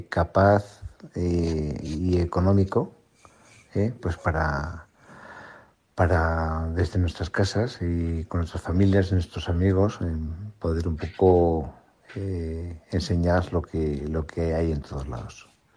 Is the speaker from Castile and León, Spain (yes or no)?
yes; Burgos, Castile and León, Spain; soy de Burgos, España.